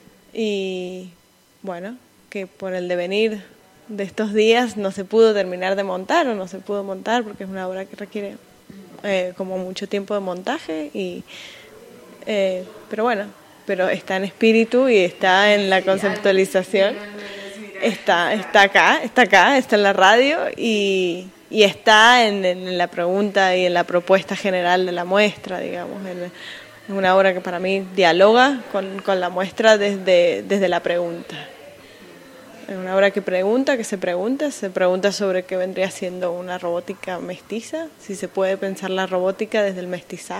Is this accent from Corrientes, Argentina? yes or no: no; San Juan, Argentina; now in United States; soy originariamente de Argentina, de la provincia de San Juan, que es una provincia que está al oeste, noroeste de Argentina, pero ahora vivo en Estados Unidos desde hace ya unos años